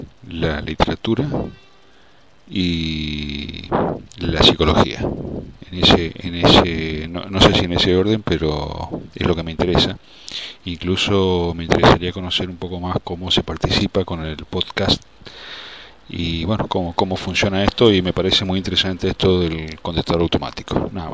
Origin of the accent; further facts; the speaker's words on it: Argentina; now in Cuevas de Almanzora, Spain; Yo vivo en Cuevas de Almanzora, en Almería, España. Soy argentino, hace 4 años que vivo acá